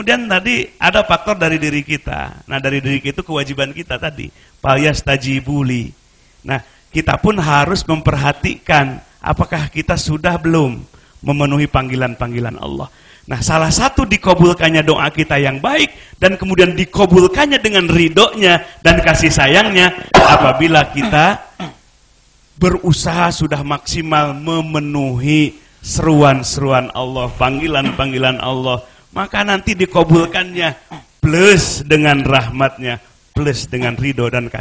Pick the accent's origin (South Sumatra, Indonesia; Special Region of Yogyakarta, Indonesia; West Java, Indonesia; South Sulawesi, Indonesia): West Java, Indonesia; mau pakai bahasa Sunda, kita orang Sunda, pakai bahasa Indonesia